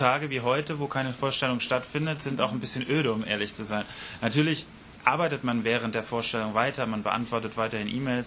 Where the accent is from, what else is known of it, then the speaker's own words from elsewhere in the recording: Wiesbaden, Hesse, Germany; Genau, ich bin in Wiesbaden geboren, so ein sogenannter Biebricher Bub, also hier im Stadtteil Biebrich aufgewachsen, Großeltern schon aus Wiesbaden.